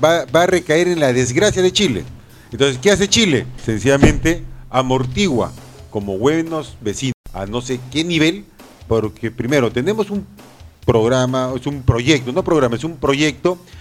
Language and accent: Spanish; Callao, Peru; poder llegar a todo mi pueblo del Callao